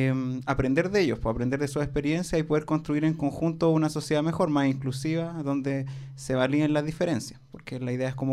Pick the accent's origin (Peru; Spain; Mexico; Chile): Chile; Santiago, Santiago Metropolitan Region; yo soy de Santiago